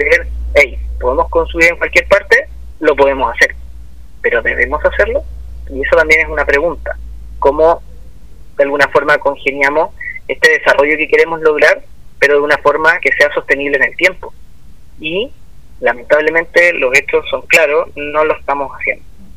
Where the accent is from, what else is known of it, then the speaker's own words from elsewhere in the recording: Viña del Mar, Valparaíso, Chile; aquí en Viña del Mar, yo soy de Viña del Mar, pongo el caso